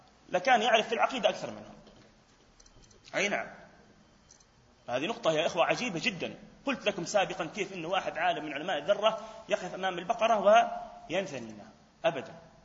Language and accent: Arabic; Palestine; حتى لفظة قاضي القضاء المنتشرة عندنا في فلسطين